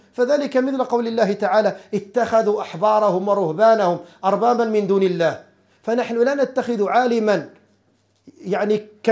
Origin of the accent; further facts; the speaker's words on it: Morocco; عندنا في المغرب